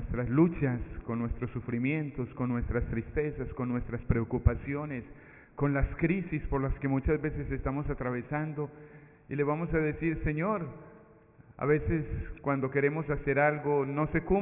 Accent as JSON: {"language": "Spanish", "town": "Medellín", "region": "Antioquia", "country": "Colombia", "moved": "yes", "lives_now": "United States", "said": "Yo soy colombiano, soy de Medellín y hace ya algún tiempo trabajé en Brooklyn. Ahora estoy trabajando en Long Island, en Valley Stream, cerca del aeropuerto Kennedy."}